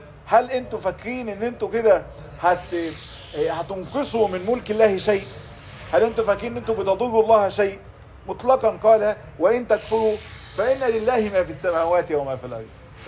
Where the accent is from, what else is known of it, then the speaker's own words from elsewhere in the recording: Egypt; احنا للأسف عندنا في مصر موضوع التسبيح بحمد الناس ده فيه زيادة شوي